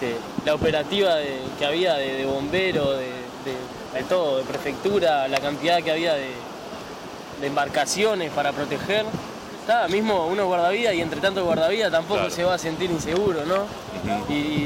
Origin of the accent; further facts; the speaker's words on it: Uruguay; vine para el congreso, que no fuimos muchos uruguayos esta vez, éramos 6 más o menos.